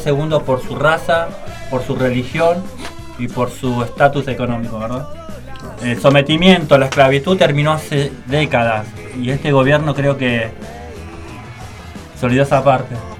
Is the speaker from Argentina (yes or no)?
yes; Argentina; seamos de Villa, seamos de donde seamos, lo estamos viviendo como argentinos, como gente también que vive acá en Argentina